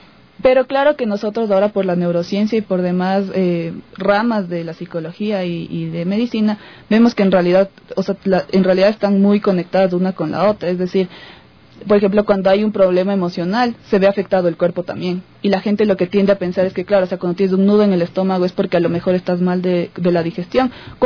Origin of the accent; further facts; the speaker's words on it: Ecuador; uno de los problemas esenciales que tenemos nosotros como cultura ecuatoriana